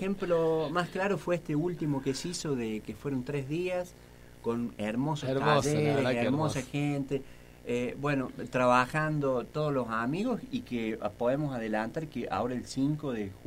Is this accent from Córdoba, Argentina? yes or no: yes; Río Cuarto, Córdoba, Argentina; nosotros vinimos, lo venimos haciendo de Río Cuarto, en el patio de casa